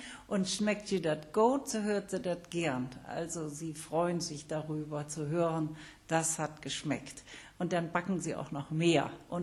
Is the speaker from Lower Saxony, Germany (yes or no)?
yes; Cloppenburg, Lower Saxony, Germany; Aber geboren bin ich in Kloppenburg und da bin ich auch in die Schule gegangen. Und da sprach man doch sehr oft noch Plattdeutsch.